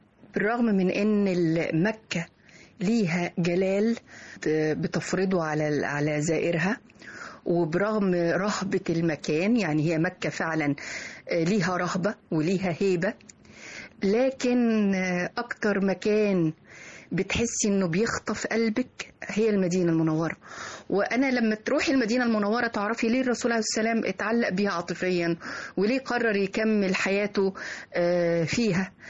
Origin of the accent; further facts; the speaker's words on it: Egypt; مفيش حاجة في العالم كله ممكن تبقى مبهرة لسائح الا وموجودة عندنا في مصر